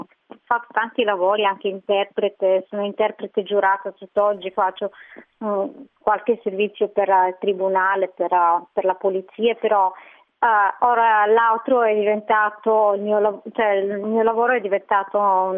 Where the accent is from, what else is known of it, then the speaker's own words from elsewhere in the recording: Bulgaria; now in Italy; ho sempre amato il mare perché ho una nonna che, poverina, ora non c'è più, però andavo tutti gli estati da lei sul Mar Nero, e quindi l'amore per il mare è proprio nell'origine, ancora in Bulgaria, poi dopo me la sono portata